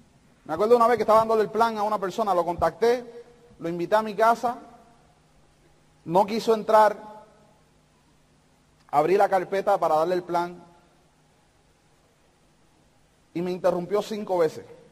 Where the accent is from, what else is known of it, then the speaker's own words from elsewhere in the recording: Puerto Rico; yo lo saludé, yo soy de Puerto Rico